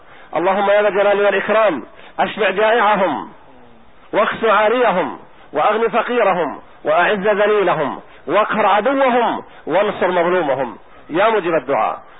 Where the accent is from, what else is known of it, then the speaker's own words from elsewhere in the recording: Palestine; وأهل بلدي فلسطين